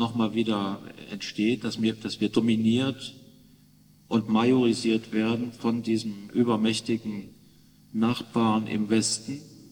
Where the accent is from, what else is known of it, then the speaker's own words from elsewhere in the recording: Poland; Ich möchte wieder als Pole auf das reagieren